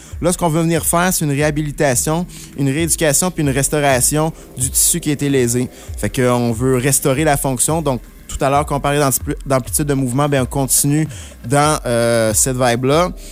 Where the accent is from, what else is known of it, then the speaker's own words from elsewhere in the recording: Quebec, Canada; Je viens de l'Outaouais.